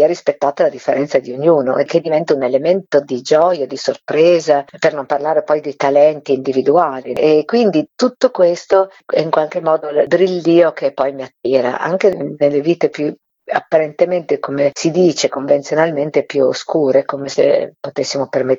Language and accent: Italian; Emilia-Romagna, Italy; per me che sono della Bassa Romagna